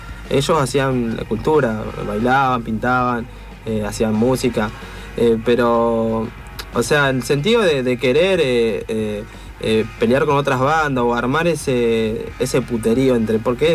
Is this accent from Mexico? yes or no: no; Buenos Aires, Argentina; Mirá, yo me crié en Soldati.